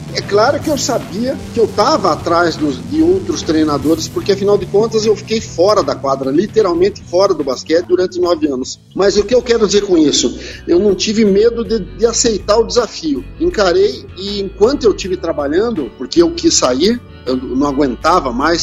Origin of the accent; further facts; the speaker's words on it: Paraná, Brazil; Aqui na minha terra, que hoje é a capital do basquetebol em cadeira de rodas do Paraná